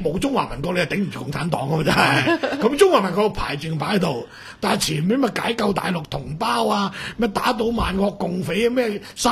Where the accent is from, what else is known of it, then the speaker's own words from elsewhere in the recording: Hong Kong; 大陆人净要俾现金，我香港人通常碌卡，